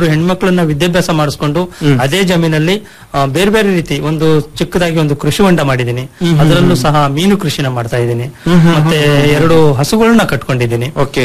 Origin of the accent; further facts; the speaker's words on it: Panchanahalli, Karnataka, India; ಕಡೂರು ತಾಲೂಕು ಪಂಚನಹಳ್ಳಿ ಹೋಬಳಿ. ನಾನು ಮೂಲತಃ ರೈತ ಕುಟುಂಬದಿಂದ ಬಂದನು